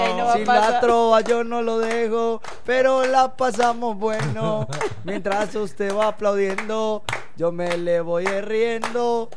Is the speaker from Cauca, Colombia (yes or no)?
no; Marinilla, Antioquia, Colombia; also born or lived in San Pedro de los Milagros; tengo mucha familia en Marinilla, Antioquia, la mayoría de mi familia vive en Marinilla, pero yo no nací en Marinilla, nací en San Pedro de los Milagros, un pueblo también lechero y montañero.